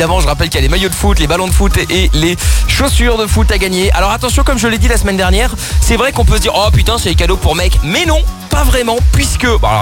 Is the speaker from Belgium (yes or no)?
yes; Belgium; born there; Alors je travaille en France, donc je suis pour la France, mais je suis né en Belgique, donc je suis pour la Belgique, mais à côté de ça je suis portugais, donc je suis pour le Portugal.